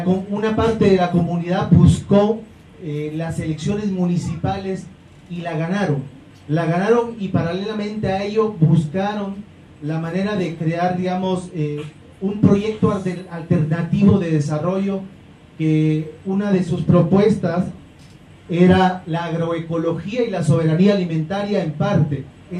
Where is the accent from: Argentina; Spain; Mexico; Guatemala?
Guatemala; soy de Guatemala